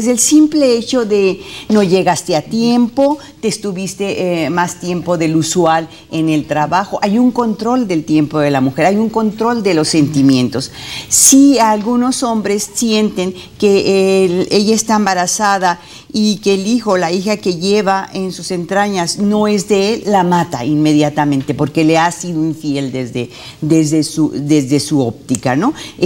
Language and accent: Spanish; Mexico; lo que está pasando en mi país, en México